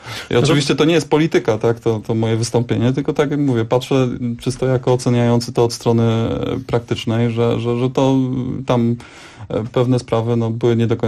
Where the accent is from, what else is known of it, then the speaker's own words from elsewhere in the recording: Kraków, Lesser Poland, Poland; ja jako Krakus, zresztą jesteśmy w studio tutaj w trzech Krakusów na jednego warszawiaka